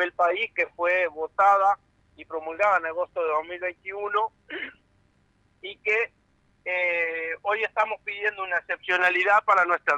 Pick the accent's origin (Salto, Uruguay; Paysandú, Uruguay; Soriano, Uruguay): Paysandú, Uruguay; en este caso nosotros que somos de Paysandú